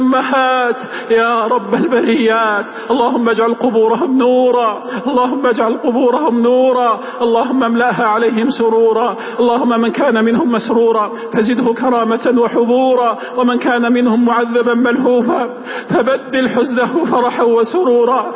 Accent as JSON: {"language": "Arabic", "country": "Saudi Arabia", "said": "اللهم احفظ بلادنا المملكة العربية السعودية"}